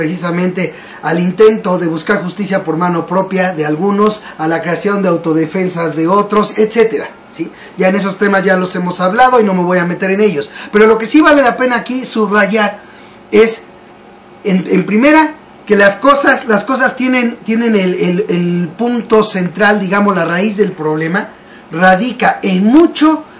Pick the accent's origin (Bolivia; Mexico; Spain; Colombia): Mexico; el resto, que somos los mexicanos que financiamos, a final de cuentas, el gobierno